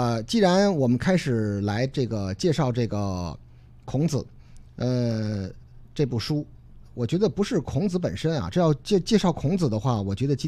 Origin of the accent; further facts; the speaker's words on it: Beijing, China; 因为这是我们家乡的出版社。